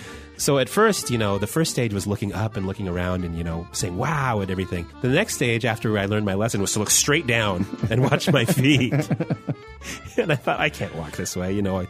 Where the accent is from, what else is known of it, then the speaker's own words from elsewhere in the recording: United States; The first thing I wanted to do as an American was look up at all the tall buildings